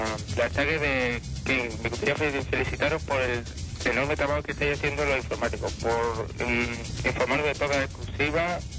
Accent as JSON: {"language": "Spanish", "town": "Seville", "region": "Andalusia", "country": "Spain", "said": "soy de Sevilla."}